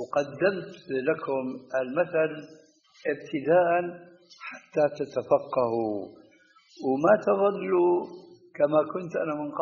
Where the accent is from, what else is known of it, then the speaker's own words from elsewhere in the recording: Syria; كما يقولون عندنا في الشام بدنا نصطح